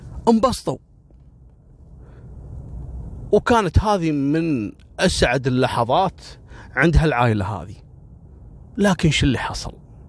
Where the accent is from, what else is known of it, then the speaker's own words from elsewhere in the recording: Kuwait; إحنا عندنا في الكويت